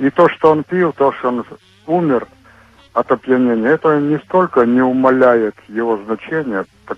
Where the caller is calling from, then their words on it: Murmansk, Murmansk Oblast, Russia; Я из Мурманска звоню.